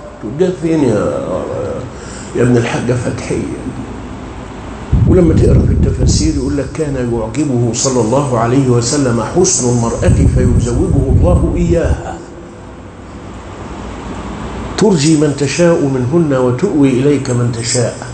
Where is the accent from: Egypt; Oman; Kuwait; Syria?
Egypt; واجعل بلادنا مصر رخاء رخاء